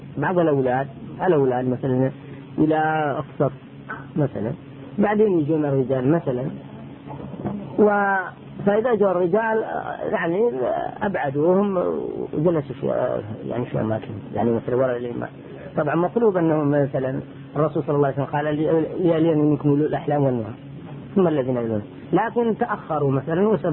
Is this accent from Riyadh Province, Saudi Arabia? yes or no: yes; Riyadh, Riyadh Province, Saudi Arabia; لكن مثلا عن واقع عندنا في الرياض